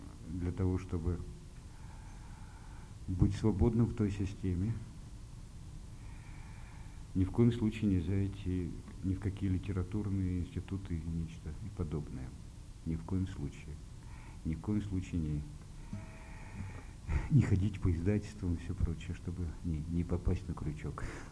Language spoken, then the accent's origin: Russian; Moscow Oblast, Russia; born there; ровно через 20 дней исполнится 54 года. Родился я в Подмосковье.